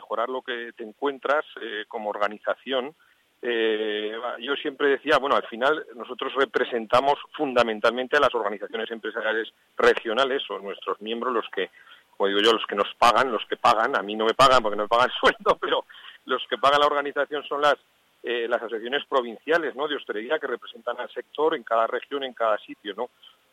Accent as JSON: {"language": "Spanish", "region": "Aragon", "country": "Spain", "said": "yo soy aragonés, así que somos regiones primas, hermanas, amigas y cercanas"}